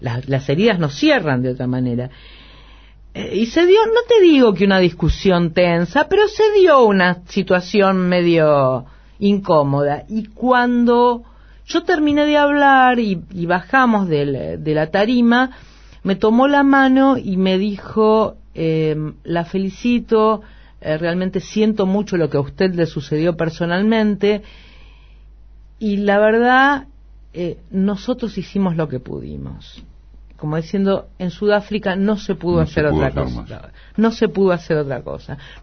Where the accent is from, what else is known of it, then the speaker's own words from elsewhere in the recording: Buenos Aires, Argentina; Yo soy una chica de Villa del Parque, de una familia de clase media, de laburantes